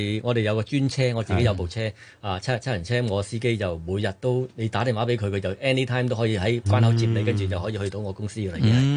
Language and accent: Cantonese; Hong Kong; 我哋香港人快速我哋係慣性咗咁一啲咁嘅急速嘅步伐咧